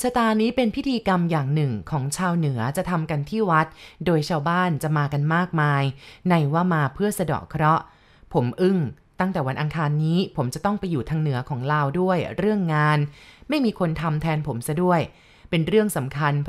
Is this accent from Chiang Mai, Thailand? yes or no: yes; San Sai, Chiang Mai, Thailand; บ้านเกิดของผมอยู่ที่อำเภอสันทรายจังหวัดเชียงใหม่พอเรียนหนังสือจบผมก็มาหางานทำที่เชียงใหม่